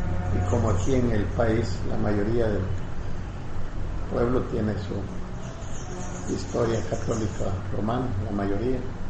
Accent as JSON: {"language": "Spanish", "region": "San Miguel", "country": "El Salvador", "said": "Yo soy de San Miguel."}